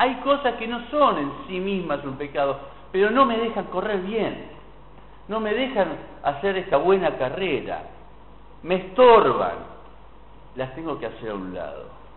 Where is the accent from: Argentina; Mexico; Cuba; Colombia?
Argentina; Y tenemos un poco de como argentinos bastante esto de, ¿no?, las teorizaciones